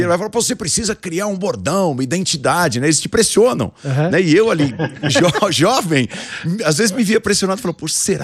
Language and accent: Portuguese; São Caetano do Sul, São Paulo, Brazil; no ABC, uhum, né? De onde eu venho. É, eu sou de São Caetano. Na verdade, eu sou nascido em São Paulo, mas minha mãe, por exemplo, mora até hoje em São Caetano.